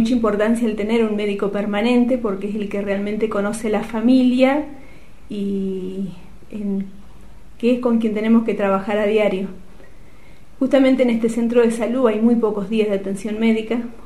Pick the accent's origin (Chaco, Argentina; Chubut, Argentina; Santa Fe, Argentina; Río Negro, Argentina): Río Negro, Argentina; Guardia Mitre; moved away as an adult; estuve 9 años en mi pueblo, que es Guardia Mitre, y después me vine para acá. Y bueno, ¿qué pasó? Yo me vine por cuestiones familiares